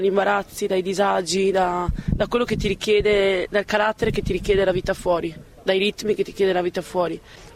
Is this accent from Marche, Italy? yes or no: no; Padua, Veneto, Italy; vengo da Padova e ho 30 anni.